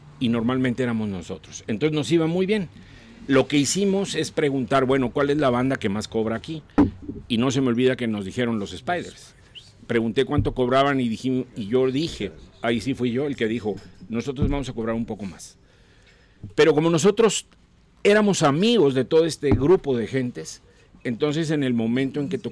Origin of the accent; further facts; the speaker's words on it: Coatzacoalcos, Veracruz, Mexico; yo de niño en Coatzacoalcos, a una de las bandas que escuchaba